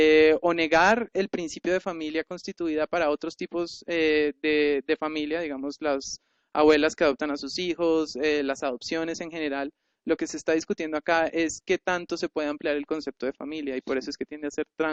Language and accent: Spanish; Colombia; un derecho al cual yo como colombiano no puedo acceder?